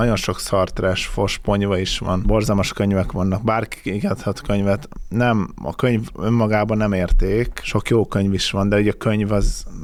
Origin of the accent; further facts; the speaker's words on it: Hungary; Magyarként, aki itt nőtt fel, azt választom, ahol felnőttem.